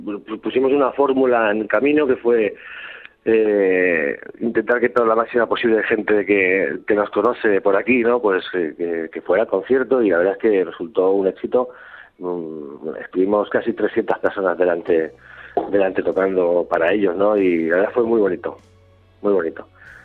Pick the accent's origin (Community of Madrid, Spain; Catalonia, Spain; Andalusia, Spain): Catalonia, Spain; Tarragona; nosotros somos de aquí, de Tarragona, de Cataluña